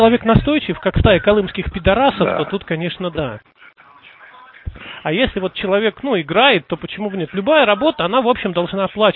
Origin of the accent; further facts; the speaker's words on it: Kimovsk, Tula Oblast, Russia; also born or lived in Almaty, Kazakhstan; я вообще перекати поле. Я родился в Алма-Ате, потом жил в Кимовске, потом на Узловой там же в Туле